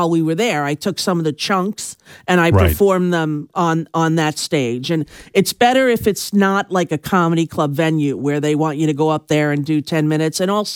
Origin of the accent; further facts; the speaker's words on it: New York, United States; growing up on Long Island, we used to get dressed up